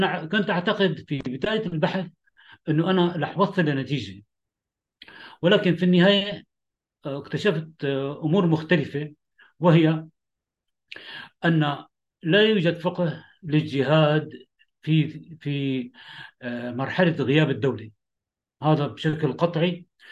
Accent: Damascus, Damascus Governorate, Syria; أنا من سوريا، من دمشق، سجنت فترة طويلة

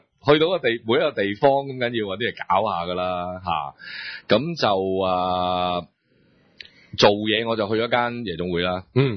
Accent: Hong Kong; 其實因為嗰、那個我豬扒嗰個角度係喺我哋香港人個角度啊嘛

